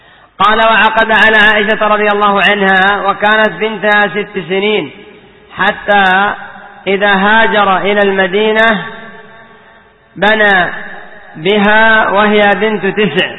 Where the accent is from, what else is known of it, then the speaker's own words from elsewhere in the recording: Yemen; عندنا في اليمن قد كان بعضهم يقول